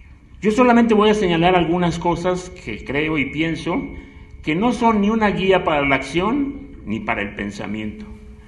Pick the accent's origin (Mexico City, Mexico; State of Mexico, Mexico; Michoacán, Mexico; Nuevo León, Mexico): Mexico City, Mexico; Pero bueno, yo allí crecí, en la Guerrero.